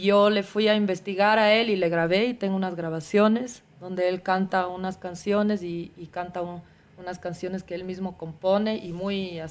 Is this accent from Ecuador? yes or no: yes; Ecuador; now in Netherlands; Y cuando yo salí del Ecuador, yo salí queriendo ser rockera y punkera. Y en Holanda yo compuse un poco en estos estilos